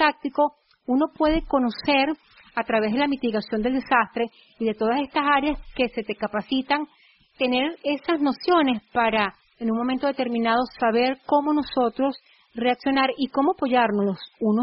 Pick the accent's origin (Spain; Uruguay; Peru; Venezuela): Venezuela; el 6 de diciembre nosotros como venezolanos vamos a impactar el mundo